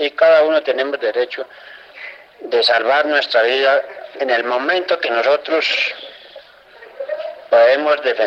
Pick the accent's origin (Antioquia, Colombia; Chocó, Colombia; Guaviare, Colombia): Guaviare, Colombia; Miraflores; moved away; Vengo de la vereda de la Esperanza de Miraflores, Guaviare.